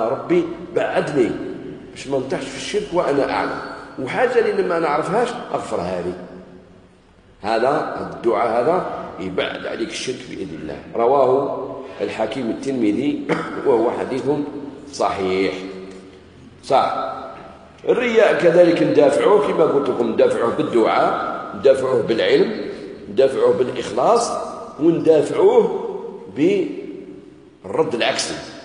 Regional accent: Algeria; وإحنا عندنا في المغرب العربي وخاصة في الجزائر

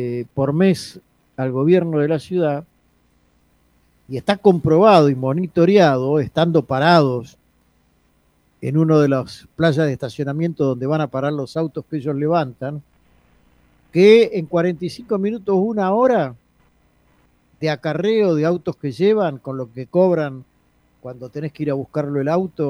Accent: Buenos Aires, Argentina; todos los que somos de la Ciudad de Buenos Aires

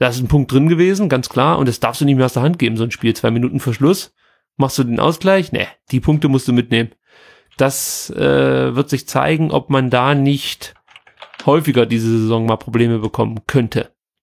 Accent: Stuttgart, Baden-Württemberg, Germany; Das gab es bei uns in Stuttgart definitiv nicht.

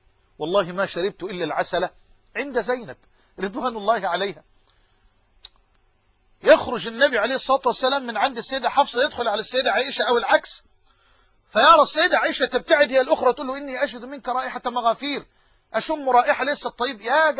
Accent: Egypt; accent: Egyptian; بلهجتنا المصريين كمصريين الأيالة،

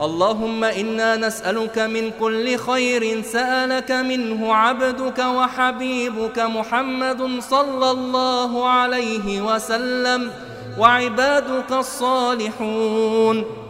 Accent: Egypt; عن بلدنا مصر خاصة وعن سائر بلاد

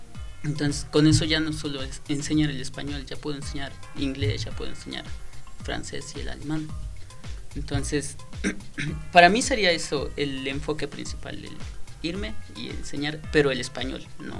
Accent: Puebla, Mexico; somos poblanos, ¿no? nuestro acento también es de los más neutros, porque no es el mismo acento de aquí que el de México, que se supone que es el centro del país

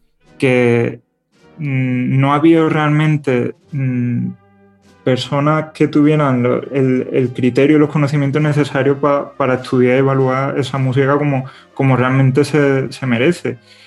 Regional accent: Seville, Andalusia, Spain; Porque yo al final soy de aquí, soy de Sevilla, me he criado con esa música

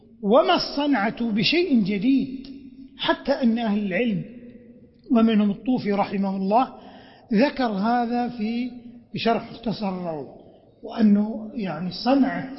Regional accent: Saudi Arabia; بلادنا المملكة العربية السعودية عنيت بالعلم والتعليم

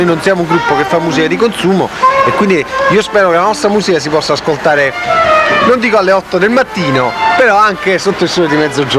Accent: Naples, Campania, Italy; Siamo napoletani. Campani.

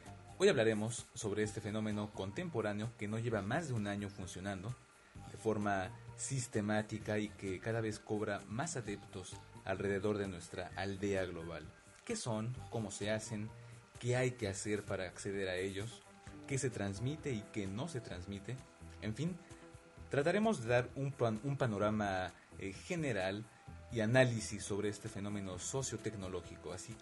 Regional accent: Mexico; now in Paris, France; un programa de radio que se registra en vivo y en directo desde la ciudad de París, Francia, aunque, bueno, claro, como yo soy mexicano, esto es y será un podcast en español.

